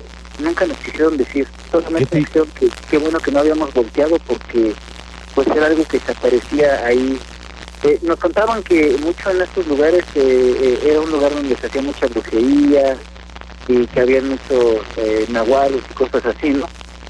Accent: Mexico City, Mexico; los dos, mi compañero y yo, somos de la Ciudad de México

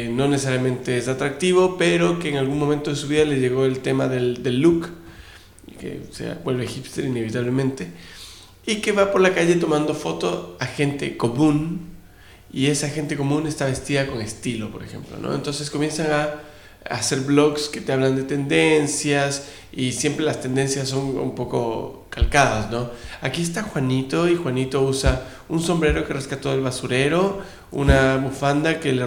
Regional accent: Ecuador; also born or lived in Chile; Yo me crié en Ecuador, yo viví 22 años en Ecuador.

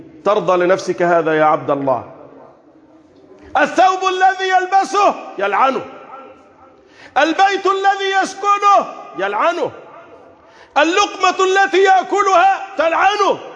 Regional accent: Egypt; اللهم احفظ بلدنا مصر

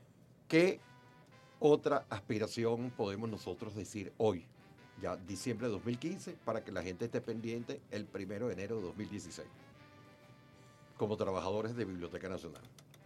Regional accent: Venezuela; Somos venezolanas, somos venezolanos.

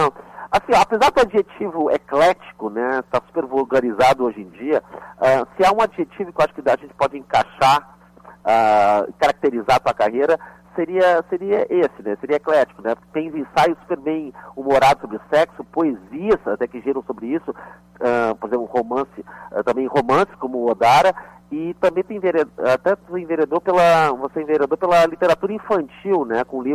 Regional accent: Rio Grande do Sul, Brazil; also born or lived in Teresina; apesar do meu sotaque, eu nasci em Teresina e uma das canções... eu sou criado aqui no Rio Grande do Sul.

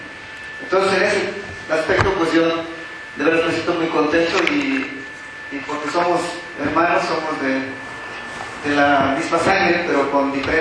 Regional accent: Oaxaca, Mexico; somos también ahí de la región Mije, y también es un pueblo vecino, y soy de Tama

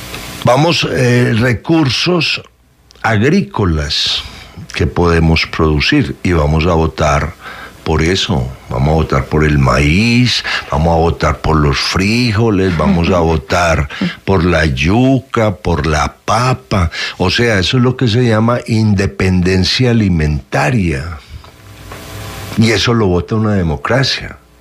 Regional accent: Colombia; Nosotros somos colombianos por cédula.

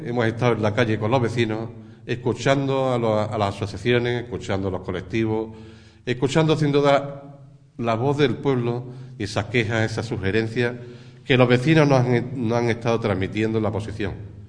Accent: Ubrique, Andalusia, Spain; tengo tanta emoción por trabajar por mi pueblo, por cambiar Ubrique

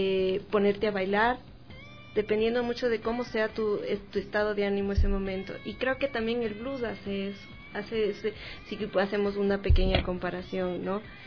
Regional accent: Ecuador; Nuestra música ecuatoriana, porque muchas, o a veces nosotros como ecuatorianos no le damos la... La importancia que hay

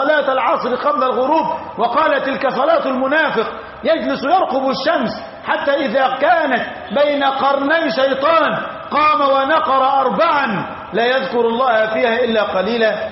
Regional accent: Egypt; أما في بلدتنا مصر لبعدنا عن خط الاستواء ولقربنا من خط العرض

